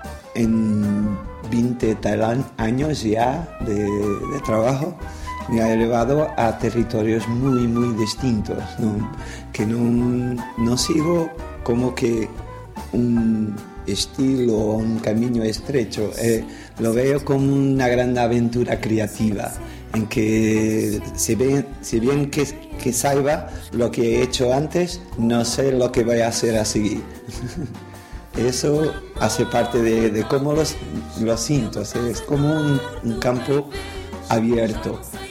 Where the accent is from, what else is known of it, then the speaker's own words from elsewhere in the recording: Lisbon, Portugal; Spanish is a second language; soy de Lisboa, tengo 48 años